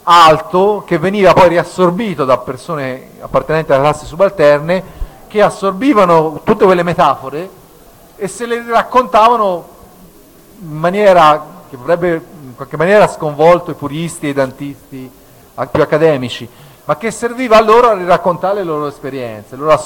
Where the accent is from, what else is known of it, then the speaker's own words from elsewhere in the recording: Tuscany, Italy; io sono originario dell'Alta Maremma, lì c'è ancora la poesia estemporanea ottava rima che a volte pastori e contadini fanno